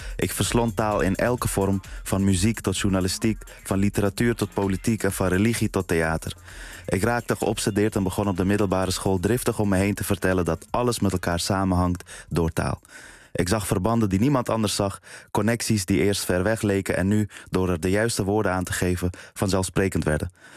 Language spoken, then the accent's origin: Dutch; Amsterdam, North Holland, Netherlands; En ik kom ook uit Amsterdam-Noord.